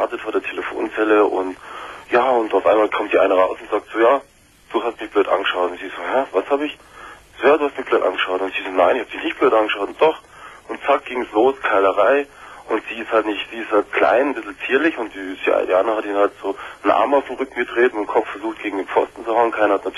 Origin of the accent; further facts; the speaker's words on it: Munich, Bavaria, Germany; also ich komme aus dem Süden von München